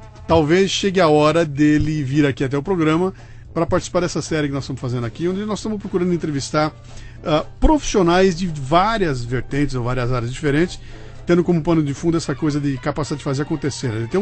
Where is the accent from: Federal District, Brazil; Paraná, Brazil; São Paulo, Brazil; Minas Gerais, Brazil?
São Paulo, Brazil; Bauru; accent: Bauru; Vocês estão ouvindo essa voz aqui ao lado com esse sotaque que se contrapõe ao meu sotaque bauruense.